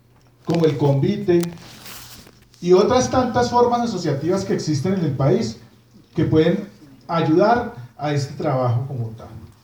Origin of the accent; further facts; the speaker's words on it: Colombia; como colombianos estamos siempre a mirar la ley